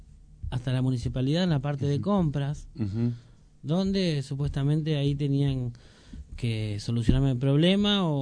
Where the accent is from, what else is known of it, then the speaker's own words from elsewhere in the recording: Moreno, Buenos Aires Province, Argentina; born there; yo nací en Moreno y hoy no estoy viviendo en Moreno, pero lo siento como mi ciudad, ¿no?